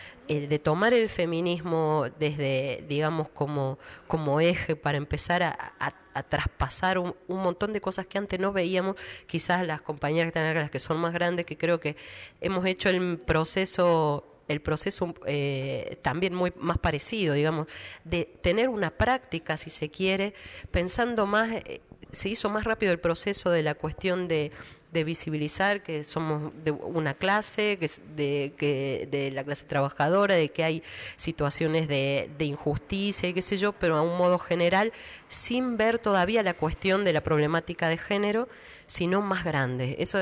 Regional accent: La Rioja, Argentina; Nosotras somos riojanas, nacimos acá con toda esta cultura.

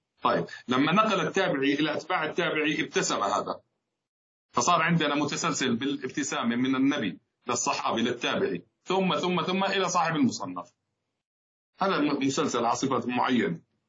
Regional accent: Jordan; وطبعا بلدنا الحبيب الغالي بلدنا الأردن

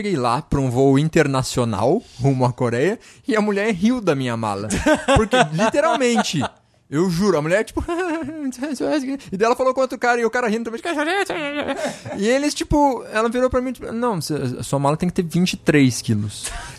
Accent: Brazil; Ah, a gente é do Brasil.

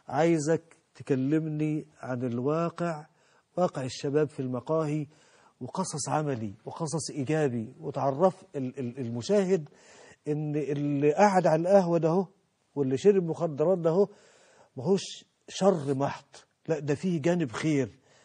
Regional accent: Mansoura, Dakahlia, Egypt; عندنا في المنصوره في قرى المنصوره

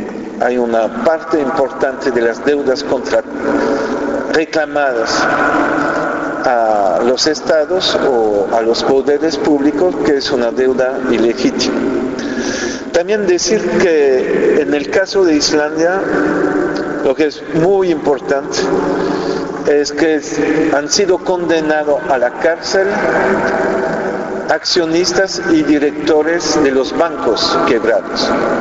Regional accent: Belgium; No hay uno en España, no hay uno en Francia, en mi país Bélgica

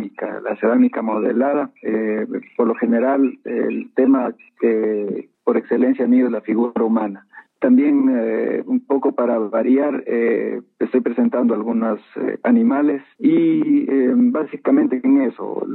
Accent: Loja, Ecuador; also born or lived in Quito / Netherlands; Y luego, bueno, salí de Loja hacia Quito. Ahí estuve un tiempo en un taller de cerámica, y luego regresé a Loja y de ahí hubo una oportunidad de hacer un viaje hacia Holanda

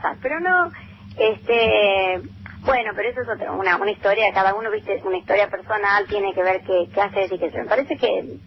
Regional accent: Santa Fe, Argentina; Yo quedo, mi pueblo queda para el lado de Rafaela.

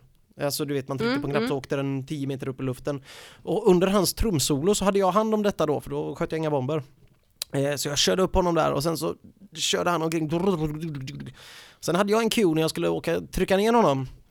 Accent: Jutland, Denmark; Man kan inte snacka så mycket danska, men jag förstår danska. Jag är från Jylland.

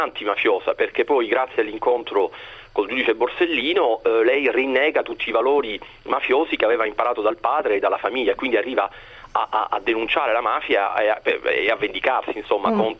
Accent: Palermo, Sicily, Italy; da siciliano sono cresciuto negli anni 80, negli anni bui di Palermo

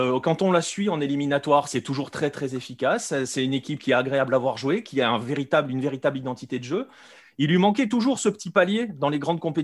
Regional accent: France; Après, hein, je suis français, donc je peux le dire.

